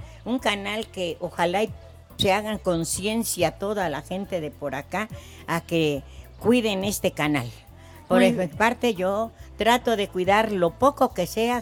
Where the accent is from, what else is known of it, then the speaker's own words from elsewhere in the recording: Veracruz, Mexico; moved away; Vengo del estado de Veracruz, a donde toda la gente es muy jacarandosa, les gustan las claro. posadas.